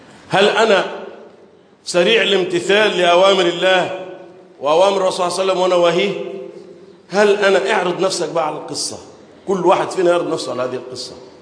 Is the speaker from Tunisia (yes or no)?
no; Egypt; اللهم احفظ بلدنا مصر وسائر بلاد